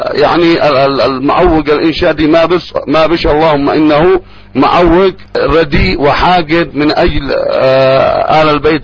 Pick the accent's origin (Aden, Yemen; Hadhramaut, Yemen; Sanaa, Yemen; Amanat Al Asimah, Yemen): Amanat Al Asimah, Yemen; Sanaa; ألحان ما عرفت عندنا في صنعاء، مثلا في ليمة، في الحديدة، في حضرموت